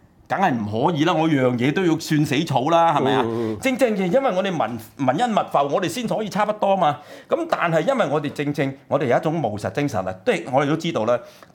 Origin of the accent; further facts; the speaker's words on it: China; 我哋中國人咧，咁其實我哋差不多先生咧係有條件嘅